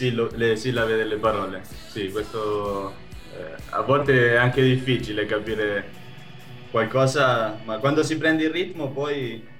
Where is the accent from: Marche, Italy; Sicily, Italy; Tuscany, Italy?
Marche, Italy; Filottrano; moved away as an adult; now in Buenos Aires, Argentina; Filottrano, in provincia di Ancona, nelle Marche.